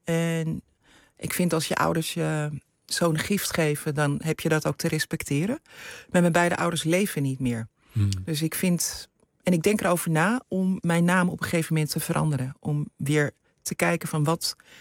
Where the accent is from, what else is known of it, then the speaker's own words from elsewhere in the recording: Netherlands; als mensen zeggen waar kom je vandaan, dan zeg ik kom uit Nederland.